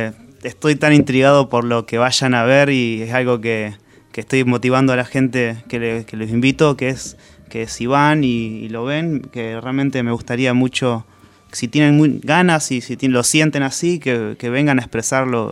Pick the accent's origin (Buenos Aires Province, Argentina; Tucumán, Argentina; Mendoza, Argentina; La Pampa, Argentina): La Pampa, Argentina; Santa Rosa; yo soy de La Pampa, soy de Santa Rosa, y viví ahí